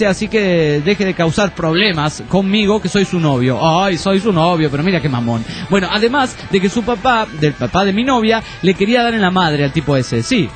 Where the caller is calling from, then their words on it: Badalona, Catalonia, Spain; de Badalona, España.